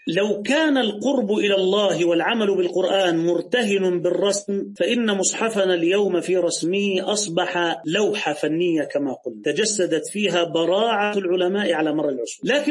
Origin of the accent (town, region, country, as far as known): Egypt